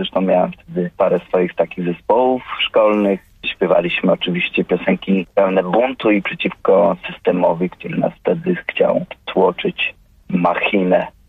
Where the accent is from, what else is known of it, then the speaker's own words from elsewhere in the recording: Rzeszów, Subcarpathian Voivodeship, Poland; Ja wychowałem się w Rzeszowie